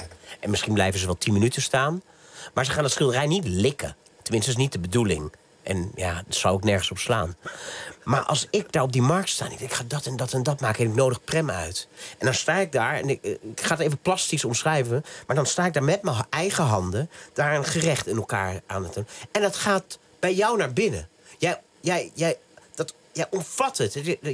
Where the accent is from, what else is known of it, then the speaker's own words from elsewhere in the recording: Naarden, North Holland, Netherlands; also born or lived in Bussum / Amsterdam; Ik ben geboren hier niet zo ver vandaan, in Bussum en opgegroeid in Naarden.